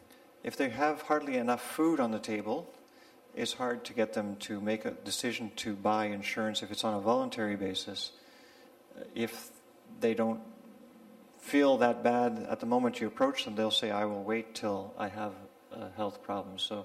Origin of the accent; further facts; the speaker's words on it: Canada; As Craig mentioned, I'm from Canada.